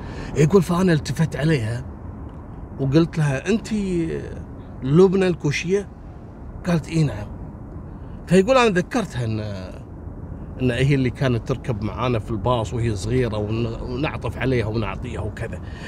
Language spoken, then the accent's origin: Arabic; Jordan; كانت موجودة عندنا في الأردن